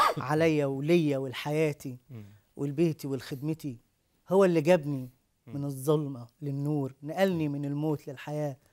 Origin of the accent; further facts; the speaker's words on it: Egypt; نشكر رب أنا مصري